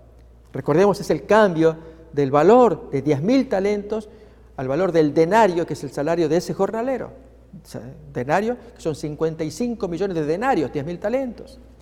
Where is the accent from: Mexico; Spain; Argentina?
Argentina; Años atrás, en mi país, Argentina, me tocó acompañar en una campaña evangelística.